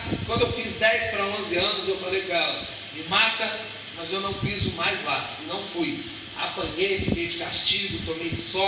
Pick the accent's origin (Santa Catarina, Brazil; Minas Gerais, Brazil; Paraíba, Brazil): Minas Gerais, Brazil; Belo Horizonte; eu sou de Belo Horizonte, meus pais são missionários há 50 anos, fizemos 50 anos de casado também, eles são missionários batista, eu cresci em igreja